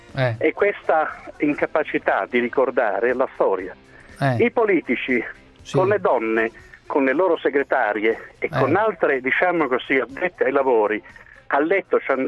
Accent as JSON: {"language": "Italian", "town": "Bari", "region": "Apulia", "country": "Italy", "said": "Io sono di Bari"}